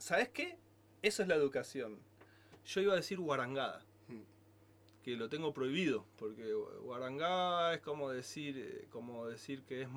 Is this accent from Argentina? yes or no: yes; Argentina; Y bueno, soy argentino y me llegó la información